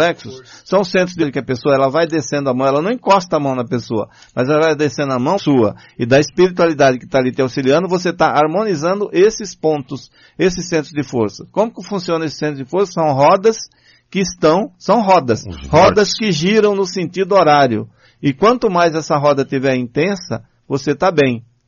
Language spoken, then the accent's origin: Portuguese; Bahia, Brazil; quando o pessoal sabe que eu sou baiano